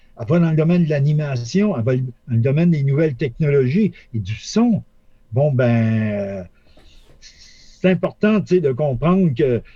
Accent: Laval, Quebec, Canada; puisque je viens de Sainte-Rose-de-Laval.

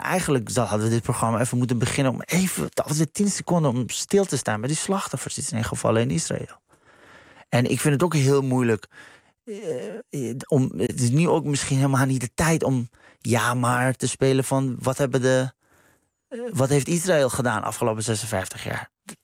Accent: Iran; Ik ben zelf Iraniër.

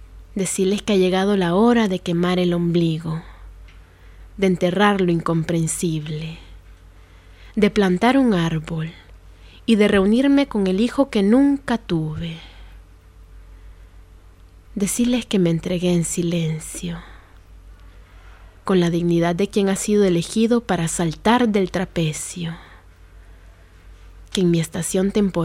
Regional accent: Honduras; es un tema que en mi país se vive muy de cerca, ¿no? Por el nivel de violencia que hay.

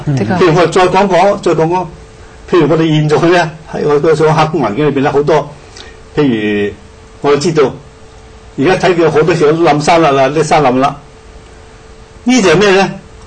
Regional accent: China; 所以我哋中國人，我哋唔係話唔要創造

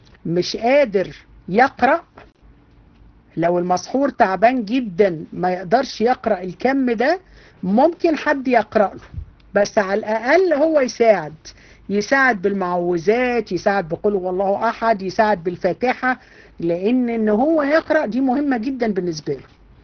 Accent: Egypt; احنا عندنا في مصر في الارياف

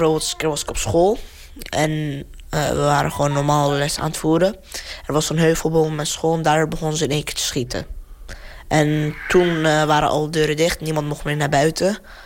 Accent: Daraa, Daraa Governorate, Syria; Dutch is a second language; now in Capelle aan de IJssel, Netherlands; Ik kom uit Syrië en ik ben 14 jaar en ik heb gewoond in Zuid-Syrië, in Daraa.

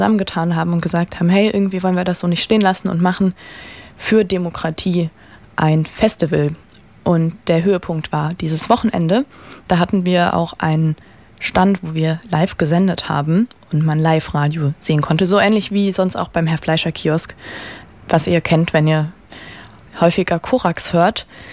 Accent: Rhineland, Germany; ich komme aus dem Rheinland ursprünglich, da hat Karneval eine große Bedeutung

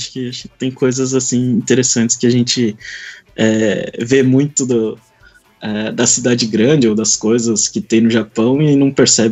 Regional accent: Brazil; now in Japan; eu sou Yonsei, sou quarta geração, então, ou seja, eu sou brasileiro.

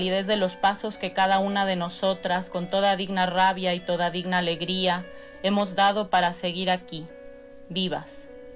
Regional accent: Argentina; also born or lived in Mexico; Soy argentina y mexicana.

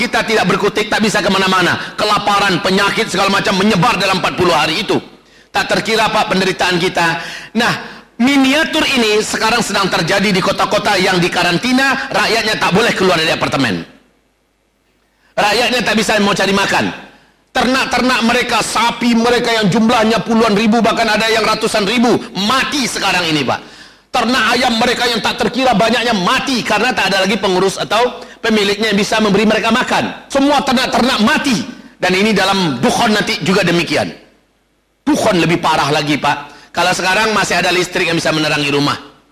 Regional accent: Medan, North Sumatra, Indonesia; Tapi kami orang Medan, Ustaz.

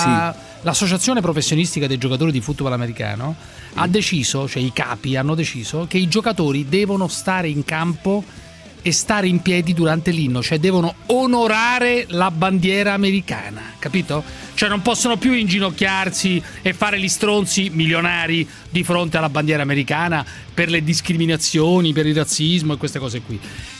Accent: Rome, Lazio, Italy; born there; Io veramente sono nato a Roma, per cui proprio terrone non posso essere, diciamo.

